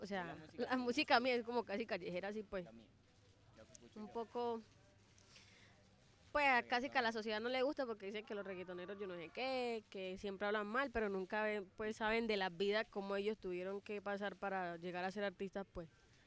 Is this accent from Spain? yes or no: no; Chigorodó, Antioquia, Colombia; De Chigorodó.